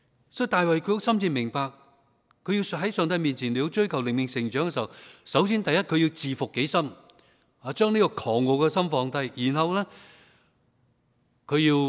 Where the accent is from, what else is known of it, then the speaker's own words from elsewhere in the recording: China; 我哋中国人句说话讲得好好噶，四个字